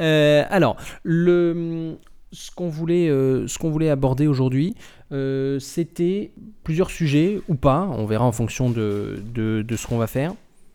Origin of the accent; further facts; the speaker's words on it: Grand Est, France; now in Paris, France; Je vis à Paris et je suis alsacien à la base.